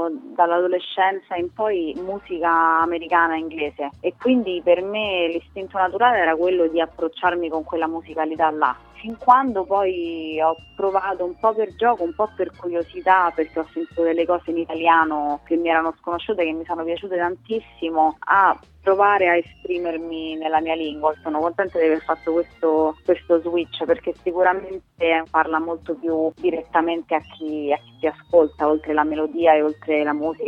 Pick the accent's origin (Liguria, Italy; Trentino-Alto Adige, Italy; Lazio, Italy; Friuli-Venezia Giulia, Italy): Lazio, Italy; Rome; born there; io sono nata a Roma